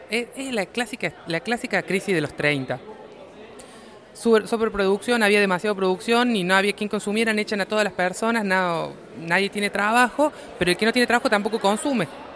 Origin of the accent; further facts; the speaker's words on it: Córdoba, Argentina; Bueno, yo soy de Córdoba, tenemos chicos en Tucumán y chicos en Nicaragua.